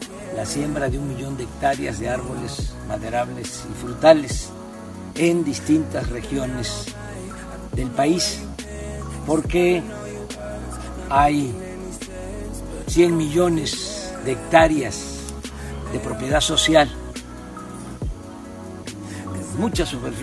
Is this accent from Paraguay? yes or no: no; Mexico; Así como 30 millones de mexicanos decidimos que íbamos a transformar este país